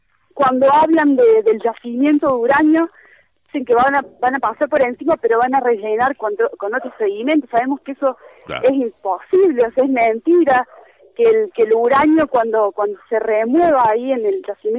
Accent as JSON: {"language": "Spanish", "region": "Córdoba", "country": "Argentina", "said": "yo particularmente soy de Córdoba capital"}